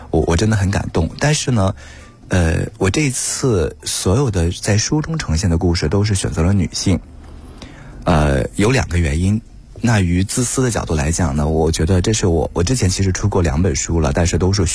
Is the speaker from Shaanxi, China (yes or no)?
no; Weihai, Shandong, China; 我老家是山东威海，对，一个小县城啊